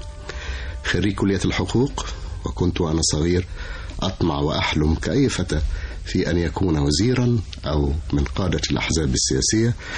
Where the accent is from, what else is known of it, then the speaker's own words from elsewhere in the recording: Cairo, Cairo Governorate, Egypt; أنا أبويا وأمي وأهلي كلهم، بس أبويا كان موظف في القاهرة، فتولدت في القاهرة وعشت في القاهرة، لكن كل قرايبي صعيدة صعيدة يعني. كنت أروح أزورهم في الأجازات الصيفية، وبعتز على فكرة بأن أنا صعيدي